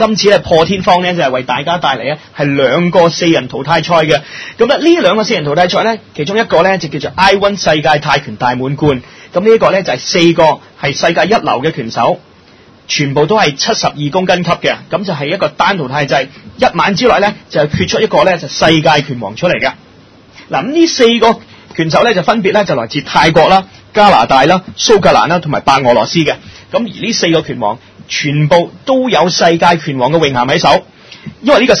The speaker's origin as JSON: {"language": "Cantonese", "country": "China", "said": "咁同我哋中國人唔同，我哋中國人就算係唔中意呢個運動嘅"}